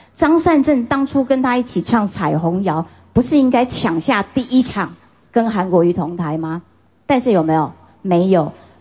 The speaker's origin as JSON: {"language": "Chinese", "region": "Kaohsiung", "country": "Taiwan", "tie": "born or raised there", "said": "我整个成长过程当中慢慢培养出来的高雄的骄傲，对故乡的光荣感"}